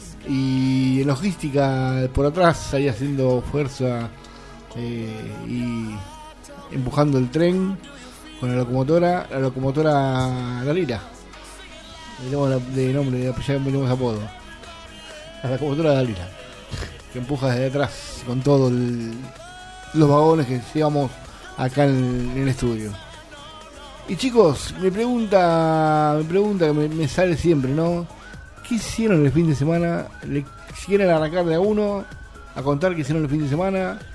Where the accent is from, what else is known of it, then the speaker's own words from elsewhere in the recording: Argentina; Todos nos quejamos, somos argentinos, nacimos quejosos, digo yo, los argentinos.